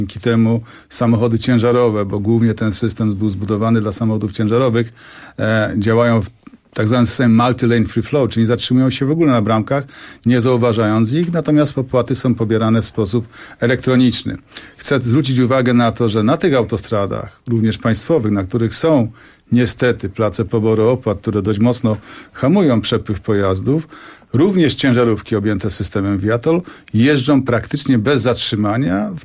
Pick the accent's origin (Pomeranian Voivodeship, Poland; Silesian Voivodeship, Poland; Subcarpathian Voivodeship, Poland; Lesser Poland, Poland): Silesian Voivodeship, Poland; ponieważ jestem ze Śląska, to tytkę też mamy już gotową.